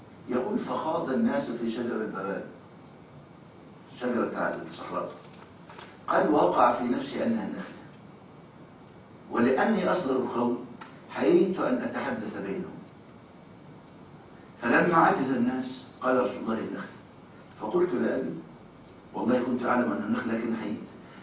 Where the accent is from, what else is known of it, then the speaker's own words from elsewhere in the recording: Egypt; طرح عندنا في مصر بيجيب 7 سنين